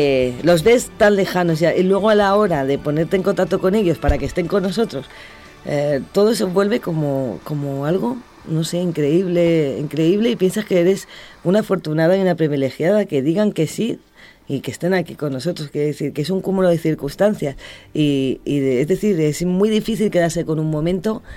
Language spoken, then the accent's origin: Spanish; Huertapelayo, Castilla-La Mancha, Spain; pude hablar yo de mi querido Huerta Pelayo, mi pueblo